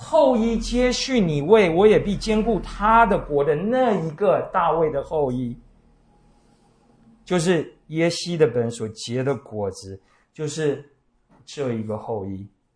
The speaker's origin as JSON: {"language": "Chinese", "country": "Taiwan", "said": "而对我们台湾人来说"}